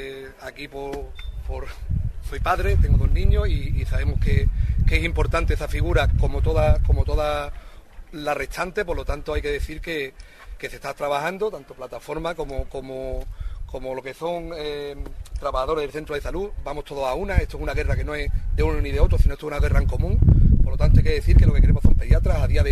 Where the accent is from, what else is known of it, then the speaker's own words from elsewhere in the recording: Ubrique, Andalusia, Spain; es decir que soy de Ubrique y lo principal es mirar por mi pueblo.